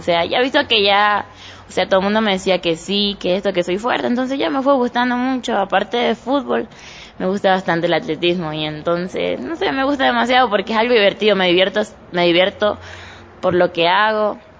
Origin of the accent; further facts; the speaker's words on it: Sucumbíos, Ecuador; Tengo 17 años. Vengo de la provincia de Sucumbíos, de La Guadrio.